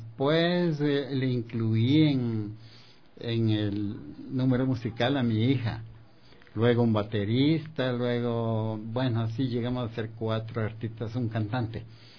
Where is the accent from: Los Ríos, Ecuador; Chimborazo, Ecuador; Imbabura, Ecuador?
Chimborazo, Ecuador; Chambo; y también en mi tierra, en Chambo, está un poquito más allá de Riobamba, tierra de grandes músicos, artistas y poetas.